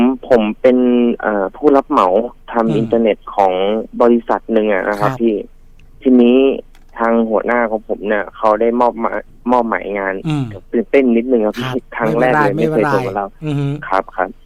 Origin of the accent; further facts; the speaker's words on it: Rayong, Thailand; ผมเป็นคนระยองอยู่แล้วครับพี